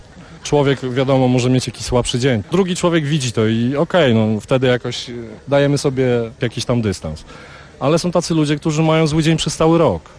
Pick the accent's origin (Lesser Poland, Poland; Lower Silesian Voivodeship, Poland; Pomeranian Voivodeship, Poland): Lower Silesian Voivodeship, Poland; Świeradów-Zdrój; now in Sobieszów, Poland; Pochodzę ze wsi, spod Świeradowa. Po prostu miałem za domem las, góry i wszystko.